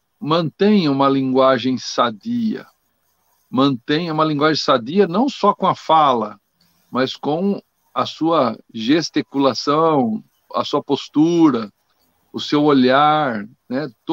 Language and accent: Portuguese; Brazil; eu digo aqui que você se expressar corretamente no português, no caso nosso aqui, que somos brasileiros, né?